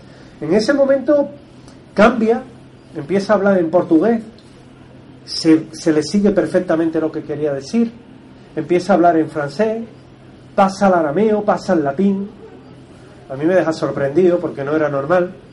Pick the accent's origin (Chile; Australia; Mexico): Australia; New South Wales; accent: New South Wales; Mi acento es de Nueva Gales del Sur, para que os hagáis una idea, lo cual no quita que no lo entienda y no lo escriba perfectamente, pero mi acento es malo, soy muy del sur.